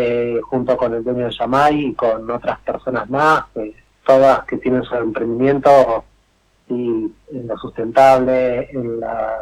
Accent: Buenos Aires Province, Argentina; yo nací y me crié en Buenos Aires, en conurbano bonaerense, en zona oeste, uh-huh. Y bueno, mi mamá es cordobesa y mi papá es florense.

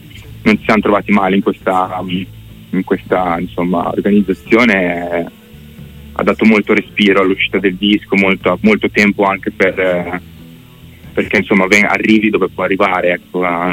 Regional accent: Bellaria, Emilia-Romagna, Italy; now in Santarcangelo di Romagna, Italy; Siamo Romagna, io e Lorenzo, adesso io abito proprio a Sant'Arcangelo, ma ho sempre abitato sulla riviera, tipo Bellaria Marina.

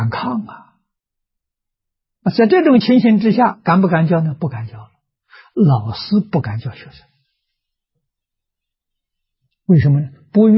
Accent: Anhui, China; 的。啊，距离桐城25公里。很近的地方嘛

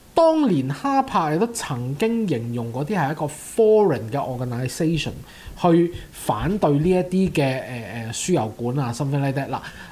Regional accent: Canada; 其實係多得我哋加拿大人少嘅

